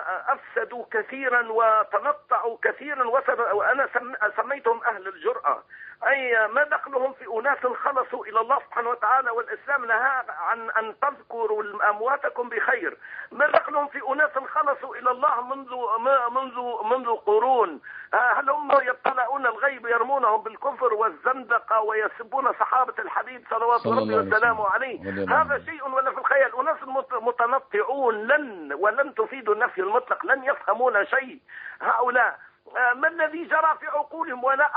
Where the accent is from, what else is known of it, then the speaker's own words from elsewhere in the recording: Tunisia; من تونس يا سيدي الفاضل